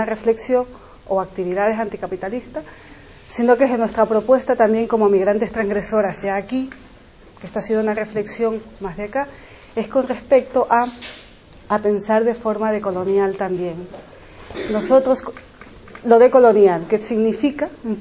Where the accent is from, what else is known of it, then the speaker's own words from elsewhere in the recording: Ecuador; yo vengo de América Latina, sí, soy ecuatoriana, y mi genealogía es otra